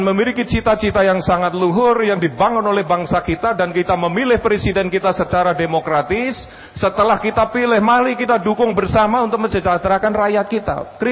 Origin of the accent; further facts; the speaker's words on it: Java, Indonesia; Saya orang Jawa suruh ngomong Arab ya susah lah gini.